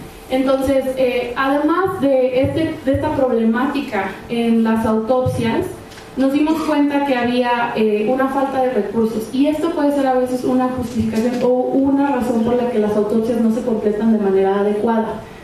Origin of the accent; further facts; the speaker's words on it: United States; accent: gringo; Spanish is a second language; A mí también de repente se me sale el acento gringo, entonces ahí disculparán.